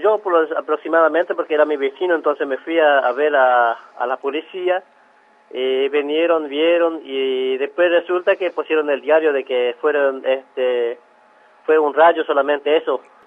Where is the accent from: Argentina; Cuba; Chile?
Argentina; Estanislao del Campo, Formosa; yo soy de Estanislao del Campo, de la comunidad de Juan Bautista Alberdi. de jurisdicción Estanislao de Campo, departamento Patiño, provincia de Formosa.